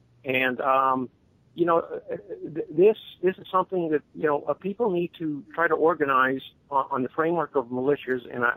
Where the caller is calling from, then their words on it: Florida, United States; down here in Florida.